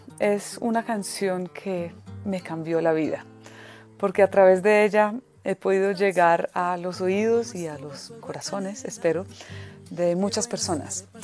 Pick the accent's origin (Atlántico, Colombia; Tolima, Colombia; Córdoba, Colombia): Tolima, Colombia; also born or lived in Caquetá / Huila; Mi madre, inglesa, me trajo a mí y a mis hermanas a Colombia cuando estábamos muy chiquitas, yo tenía apenas 2 años, y crecimos en finca, en el Tolima, en el Caquetá y más adelante en el Huila.